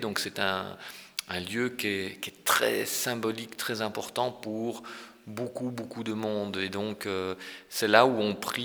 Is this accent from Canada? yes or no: no; Ghent, Flanders, Belgium; et je suis originaire de Gand avec un père wallon et une mère flamande